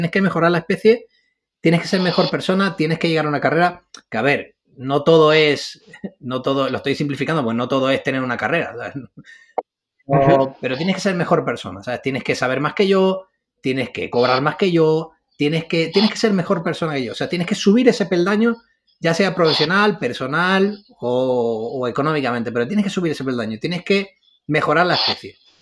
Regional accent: San Cristóbal de La Laguna, Canary Islands, Spain; la laguna de Tenerife. Yo nací allí, crecí allí y soy de allí.

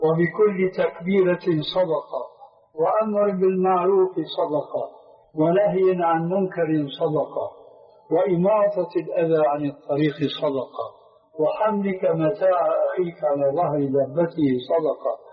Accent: Syria; يقولون: عندنا في سوريا كالحرجون في حيوان البرية

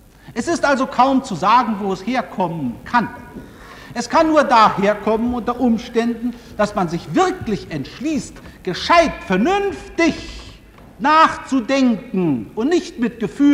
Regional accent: Hanover, Lower Saxony, Germany; Ich komme aus Hannover

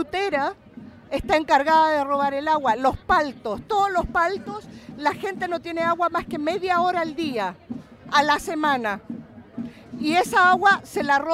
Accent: Chile; now in Netherlands; 40 años. Pero Chile lo llevo en el alma. Chile, soy chilena.

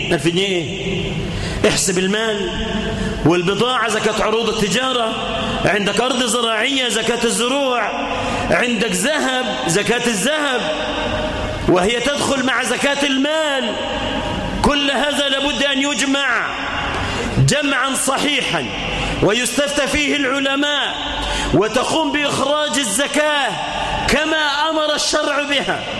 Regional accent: Egypt; اللهم اجعل بلدنا مصر آمنة مطمئنة

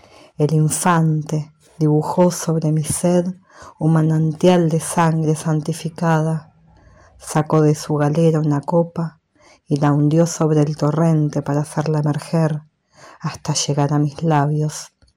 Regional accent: Buenos Aires, Argentina; born there; now in Viedma, Argentina; Nací en Buenos Aires en 1977, actualmente resido en Viedma, provincia de Río Negro

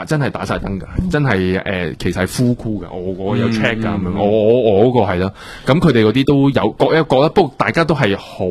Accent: Hong Kong; 即係如果我哋被排斥嗰種感覺，即係我哋香港人點樣被國內某啲制度。

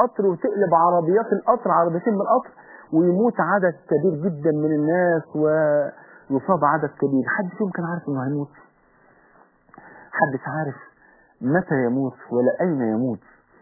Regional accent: Egypt; يا جماعه ده لسه من ثلاث ايام عندنا في مصر هنا

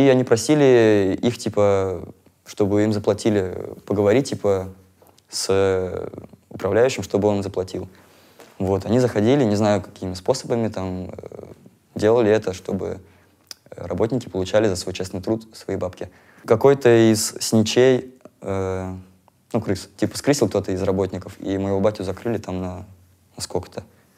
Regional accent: Moscow, Russia; also born or lived in Murmansk; Вообще, короче, я родился в Мурманске.

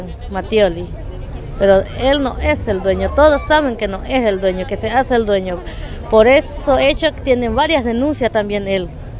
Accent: Paraguay; now in Argentina; Yo como paraguaya y los bolivianos que no necesitan tierra.

